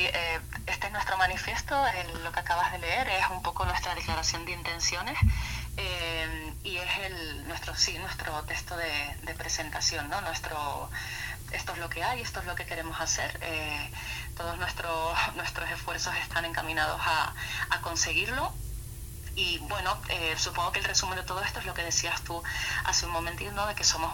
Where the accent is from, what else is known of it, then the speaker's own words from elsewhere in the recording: Tenerife, Canary Islands, Spain; yo soy de Tenerife.